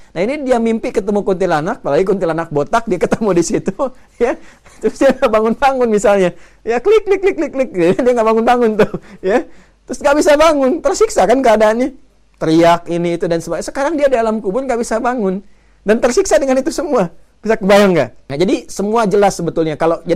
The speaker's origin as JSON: {"language": "Indonesian", "region": "Banten", "country": "Indonesia", "tie": "born there", "lives_now": "Bekasi, Indonesia", "said": "saya tempat tinggal di Bekasi, lahir di Banten."}